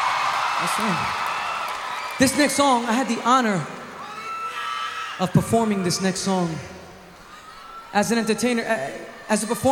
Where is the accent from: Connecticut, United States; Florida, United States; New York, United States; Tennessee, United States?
New York, United States; being born and raised in New York, I'm so proud to be American, but I'm proud to be Puerto Rican.